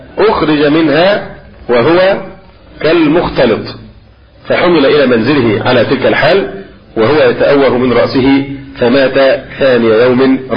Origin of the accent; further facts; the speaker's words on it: Egypt; وربما الأمر هنا عندنا في مصر أخف في بعض البلاد